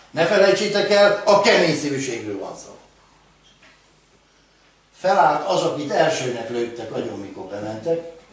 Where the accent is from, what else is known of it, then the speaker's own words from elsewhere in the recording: Hungary; Nem jól állunk mi magyarok.